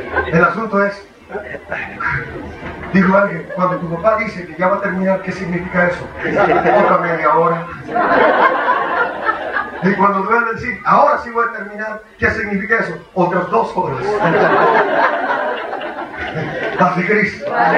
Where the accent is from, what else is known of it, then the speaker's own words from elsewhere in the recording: United States; Yo realmente ni siquiera soy mexicano. Yo soy de Estados Unidos. Arriba al norte.